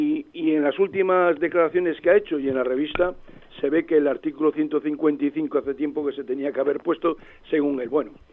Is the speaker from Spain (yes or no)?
yes; Spain; nosotros, como españoles